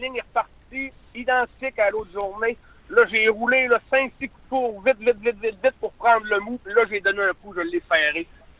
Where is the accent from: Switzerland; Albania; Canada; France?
Canada; Grande-Baie, Quebec; Moi, je viens en plus de Grande-Baie où c'est né un peu la pêche blanche. Puis j'ai 46.